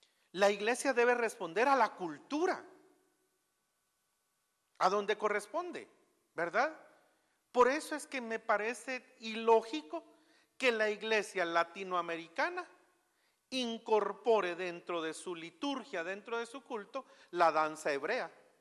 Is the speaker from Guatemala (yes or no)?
yes; Guatemala; lo mejor sería para nosotros expresarnos como guatemaltecos en nuestra adoración y no imitar.